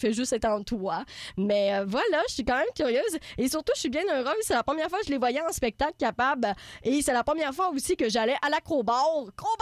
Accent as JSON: {"language": "French", "town": "Trois-Rivières", "region": "Quebec", "country": "Canada", "lives_now": "Montreal, Canada", "said": "je viens de Trois-Rivières, j'y retourne plus ou moins souvent. Je sais pas comment je peux me considérer trifluvienne ou montréalaise, puisque j'y habite depuis assez longtemps"}